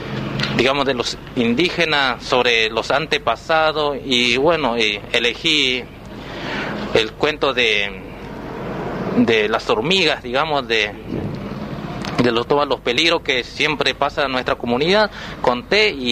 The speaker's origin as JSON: {"language": "Spanish", "town": "Juan José Castelli", "region": "Chaco", "country": "Argentina", "tie": "born or raised there", "said": "soy de acá en Juan José Castelli. En especial nací en Paraje El Colchón, que en el Impenetrable, cerca de Bermejito, a 12 kilómetros. Bueno, tengo solamente 21 años, soy joven todavía."}